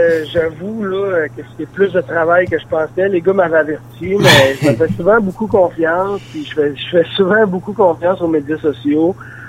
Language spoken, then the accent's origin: French; Saint-Félicien, Quebec, Canada; c'est le club de golf de ma région natale. Je vais quasiment dire ma ville natale. Je suis natif de Saint-Félicien, donc Saint-Prime, évidemment. C'est le club de golf où j'ai grandi, où j'ai appris à jouer au golf.